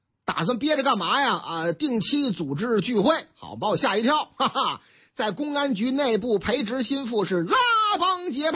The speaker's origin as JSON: {"language": "Chinese", "region": "Shandong", "country": "China", "tie": "born or raised there", "said": "我老家的山东商报的报道"}